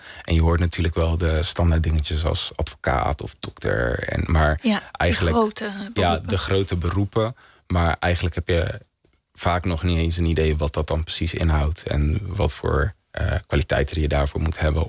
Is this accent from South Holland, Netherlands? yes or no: yes; Vlaardingen, South Holland, Netherlands; Ik ben in Vlaardingen opgegroeid. Als ik kijk naar mijn wijk waar ik ben opgegroeid, is dat een wijk met sociaal-economische achterstand. Arbeiderswoningen.